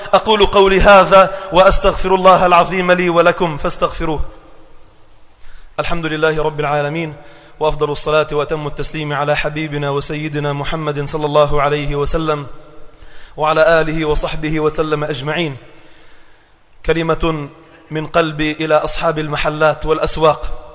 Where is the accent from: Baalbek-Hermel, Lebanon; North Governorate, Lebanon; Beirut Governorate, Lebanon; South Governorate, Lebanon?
South Governorate, Lebanon; Sidon; بدأنا نرى بعض المناظر على المسبح الشعبي عندنا في صيدا